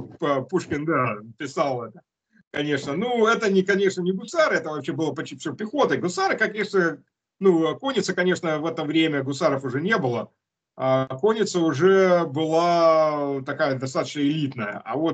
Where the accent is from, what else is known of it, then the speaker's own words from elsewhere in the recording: Russia; потому что я русский, родом с России.